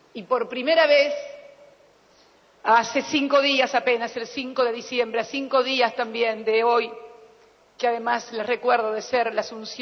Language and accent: Spanish; La Plata, Buenos Aires Province, Argentina; como le decíamos nosotros los que somos de La Plata